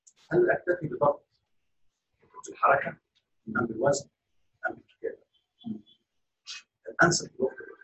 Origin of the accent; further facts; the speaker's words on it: Libya; أنا من ليبيا.